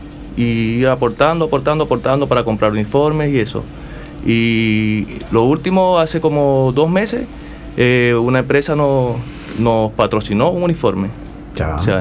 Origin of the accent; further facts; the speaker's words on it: Venezuela; la mayoría de los muchachos que jugamos venimos de Venezuela. Bueno, en su mayoría, o sea, todos, pues.